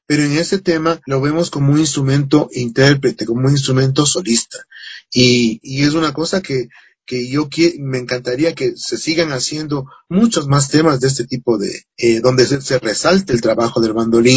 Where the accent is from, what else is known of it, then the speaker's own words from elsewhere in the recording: Ecuador; pero nuestros instrumentos tradicionales como ecuatorianos se han ido perdiendo